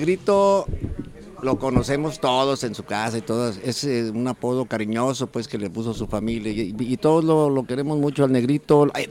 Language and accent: Spanish; Mexico; O sea, todos somos mexicanos, pues.